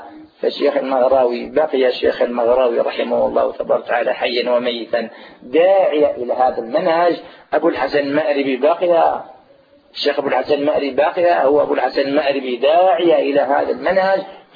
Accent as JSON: {"language": "Arabic", "country": "Algeria", "also_born_or_lived": "Medina, Saudi Arabia", "said": "في بداية الهجرة نتاعي التي هاجرت فيها من هنا من الجزائر إلى المدينة المنورة"}